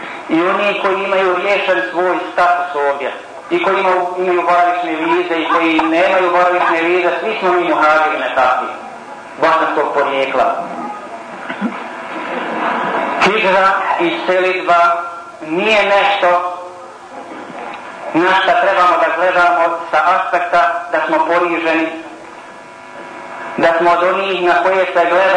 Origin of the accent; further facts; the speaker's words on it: Bosnia & Herzegovina; Ja kao musliman sam najveći. I nema veći. I još iz Bosne sam.